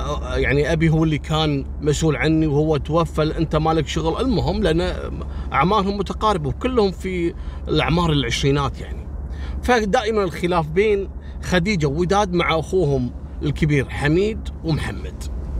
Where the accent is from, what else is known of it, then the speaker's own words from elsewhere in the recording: Kuwait; ترى والله في أسماء عندنا في الكويت لو أقولها لكم مستحيل تنطقونها بالشكل الصحيح